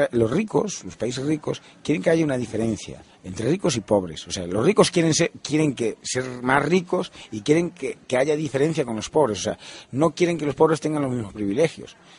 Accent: Galicia, Spain; Yo soy gallego.

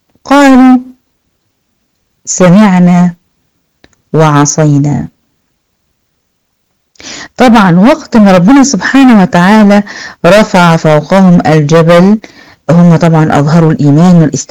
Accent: Egypt; حتى عندنا في مصر شغالين شغل جامد

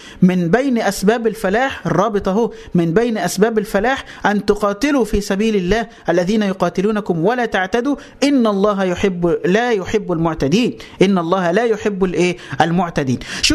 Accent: Egypt; يعني مثلا تعالى عندنا في مصر, إحنا عندنا الغالبية العظمى من المسلمين, وعندنا مجموعة ملايين قليلة من الأقباط من النصارى.

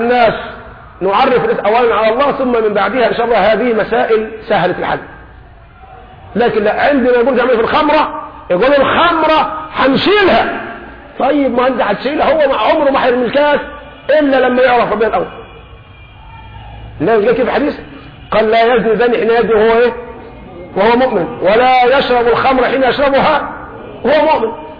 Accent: Egypt; بنقول لهم احنا كمصريين اهو ده مستوانا

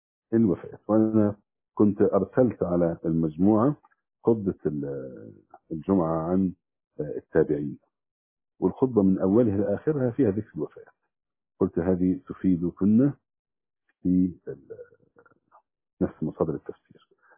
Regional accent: Damietta Governorate, Egypt; كان معي أخ من فرسكور عندنا في دمياط

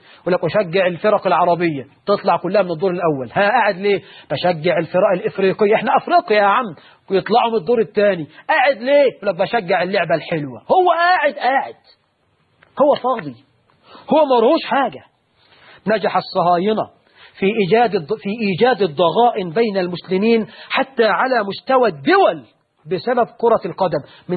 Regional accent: Egypt; سيما عندنا في مصر

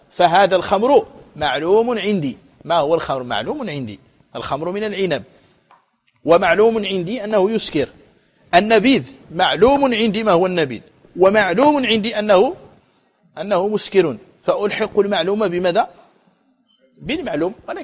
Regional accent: Morocco; ولكن في الأندلس وعندنا في المغرب يجفف ييبس ويدخر ويقتات

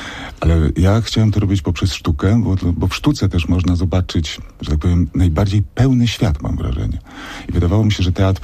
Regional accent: Świdnica, Lower Silesian Voivodeship, Poland; bo ja jestem z Dolnego Śląska, ze Świdnicy

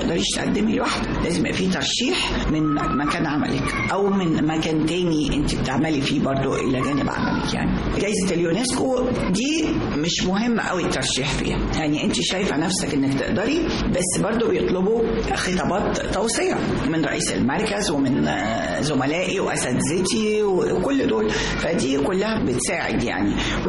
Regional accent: Sharqia Governorate, Egypt; now in Cairo, Egypt; أنا من الشرقية.

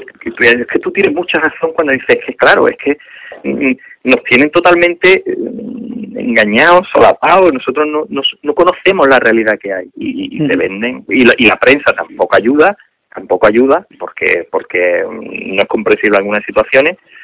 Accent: Cádiz, Andalusia, Spain; aquí en Cádiz, yo digo, si el 40% está parado. Que voy a mantener al que mantiene parado el 40% de mi tierra.

